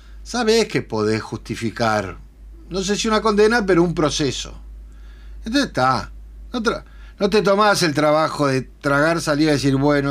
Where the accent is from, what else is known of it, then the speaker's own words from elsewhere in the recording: Uruguay; Yo qué sé, somos los uruguayos, somos irrompibles